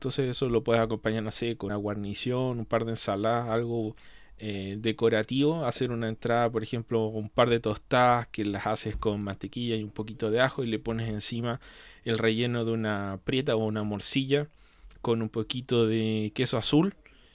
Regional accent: Chile; es porque soy chileno, no soy mexicano ni estadounidense

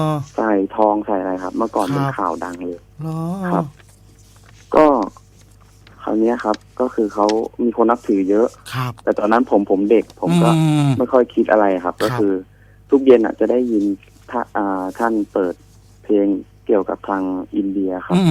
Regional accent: Chai Nat, Thailand; also born or lived in Nonthaburi; ครับผมเกิดที่นนทบุรีแต่ผมมาโตที่จังหวัดชัยนาทตั้งแต่เด็กครับ

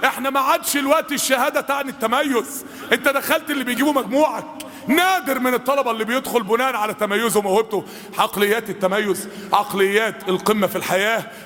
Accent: Egypt; أصلح أحوال بلادنا مصر يا رب العالمين

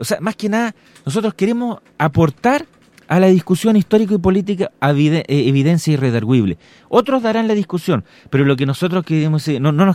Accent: Valparaíso, Chile; porque yo vengo de Valparaíso

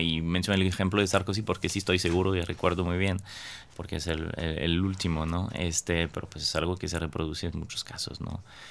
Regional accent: France; Spanish is a second language; yo soy originario de Francia, ¿no?

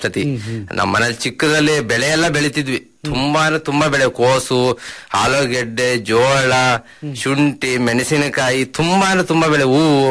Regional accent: Hassan, Karnataka, India; ಹಾಸನ, ನಮ್ಮ ತಂದೆ ಊರಲ್ಲಿ ಬಾಚಿಹಳ್ಳಿ ಗ್ರಾಮದಲ್ಲಿ. ಅದೇ ಆ ರೀತಿ ಅಲ್ಲಿ ಹುಟ್ಟಿ ಬೆಳೆದು ಓದಿದ್ದೆಲ್ಲ ಅಲ್ಲೇ.

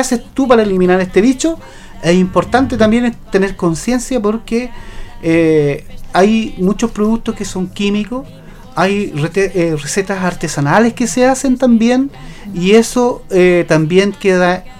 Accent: Concepción, Biobío, Chile; Yo soy de Nonguén y como no era del campo

